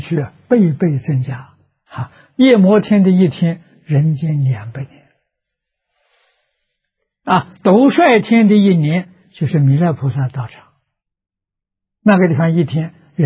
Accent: China; 纵然记载年月日，我们中国人也没办法去考察。

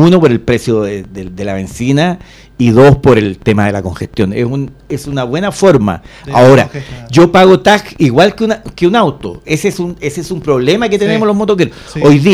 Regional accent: Puente Alto, Santiago Metropolitan Region, Chile; Estudié de kindergarten a cuarto medio en la Escuela Consolidada de Puente Alto, así que soy un puentealtino y lo digo con orgullo. En cualquier parte de Chile donde voy, soy nacido y criado en Puente Alto

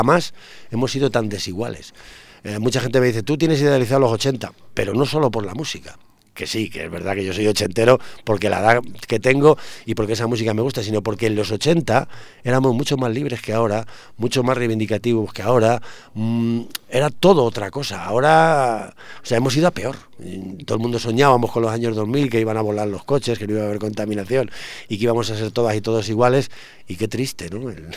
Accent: Segovia, Castile and León, Spain; sabes que somos de Segovia, somos de Castilla

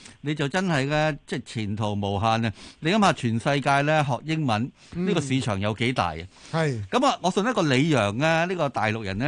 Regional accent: Guangdong, China; 就算譬如我廣東人學普通話都係嘅

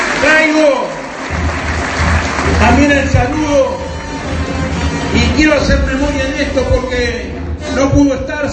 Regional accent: Santa Fe, Argentina; como trabajador, como militante peronista, como santafesino y como argentino

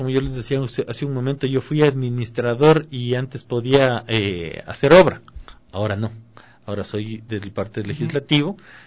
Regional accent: Quito, Pichincha, Ecuador; Creo que nosotros como quiteños estamos decididos y estamos ávidos a tomarnos la ciudad

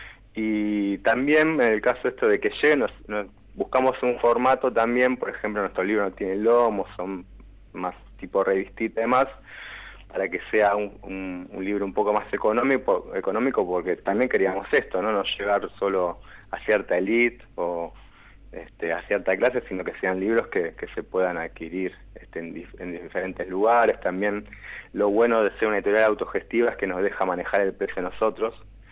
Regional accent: Buenos Aires Province, Argentina; Yo nací en Capital Federal, uh-huh. Pero más que nada me crié en el oeste, el conurbano bonaerense. Y ahora, bueno, volví a la capital, pero si me preguntan, digamos, soy del oeste.

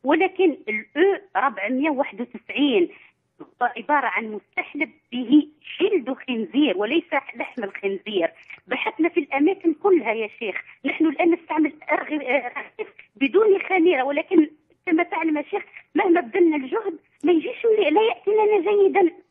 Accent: Algeria; احنا من الجزائر

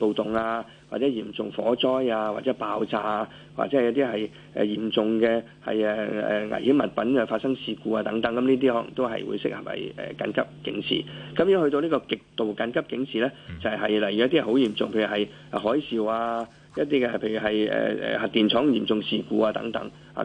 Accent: Hong Kong; 我哋香港人

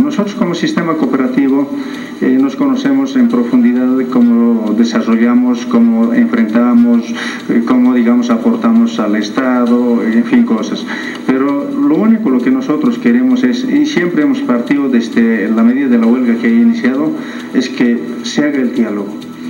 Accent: Potosí, Bolivia; soy potosino, soy del norte de Potosí

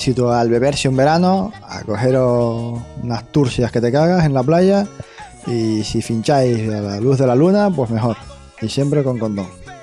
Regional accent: Canary Islands, Spain; te tienes que venir aquí a mi tierra, la Tropical de Limón está muy buena, solo se consume aquí en las islas.

